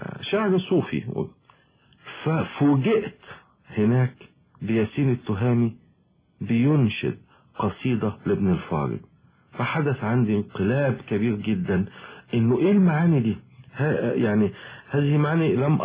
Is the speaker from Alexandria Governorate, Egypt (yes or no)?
yes; Alexandria, Alexandria Governorate, Egypt; also born or lived in Sohag; ولدت في السوهاج وجيت عندي حوالي 6-7 شهور ونشأت في اسكندرية يعني بعيدا عن والدي.